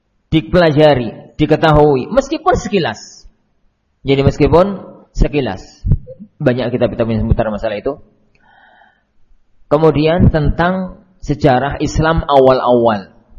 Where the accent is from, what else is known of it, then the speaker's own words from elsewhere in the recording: Java, Indonesia; Karena saya Muslim dan saya tinggal di Jawa